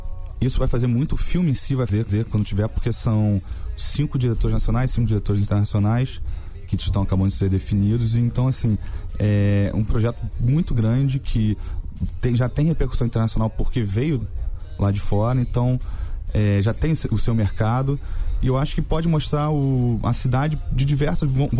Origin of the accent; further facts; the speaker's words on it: Rio de Janeiro, Brazil; A gente fala que a gente é carioca